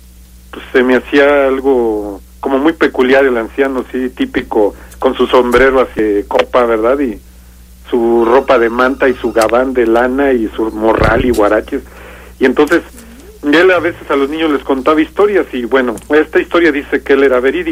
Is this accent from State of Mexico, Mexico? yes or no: no; Guanajuato, Mexico; Es de la región ahí del Bajío, ahí de entre Yuriria, Salvatierra, ahí esa área de ahí.